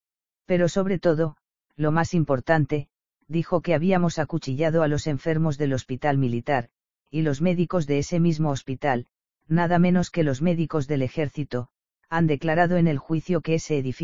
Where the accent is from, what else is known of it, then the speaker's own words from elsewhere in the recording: Cuba; porque siento vergüenza, como cubano, que unos hombres sin entrañas, con sus crímenes incalificables, hayan deshonrado nuestra patria ante el mundo